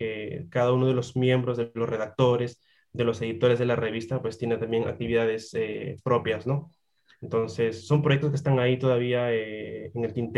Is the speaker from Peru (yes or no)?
yes; Peru; y bueno, yo que soy de Perú, ¿no?